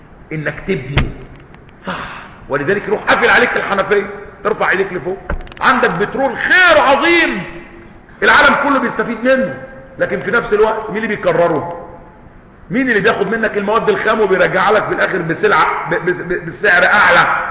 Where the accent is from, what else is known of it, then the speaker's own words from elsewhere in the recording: Egypt; ما بيتعالجوش عندنا في مصر